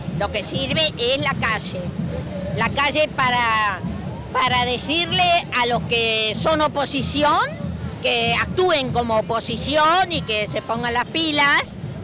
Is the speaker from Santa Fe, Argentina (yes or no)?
no; Loncopué, Neuquén, Argentina; Y yo no vivo acá, vengo de la Patagonia, de un pueblo chiquito que se llama Loncopué, y estoy feliz de estar acá y de representar también a mucha gente de allá.